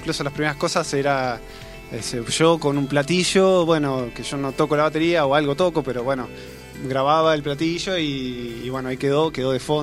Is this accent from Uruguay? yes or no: no; Mar del Plata, Buenos Aires Province, Argentina; Es una banda de gente que somos todos de Mar del Plata.